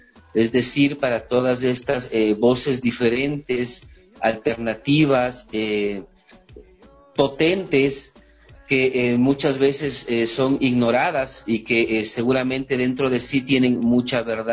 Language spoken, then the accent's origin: Spanish; Ecuador; hay una potencia de expresión cultural enorme en mi país y en América Latina, ¿no?